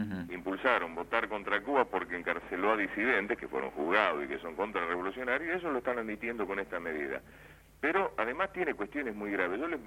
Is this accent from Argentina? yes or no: yes; Argentina; nosotros acusamos como la preocupación como argentinos